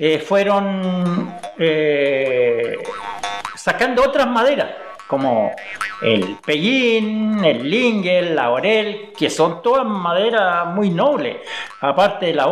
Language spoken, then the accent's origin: Spanish; Lumaco, Araucanía, Chile; born there; Yo estoy en Lumaco porque nací en Lumaco, en las tierras del abuelo por parte de mi mamá.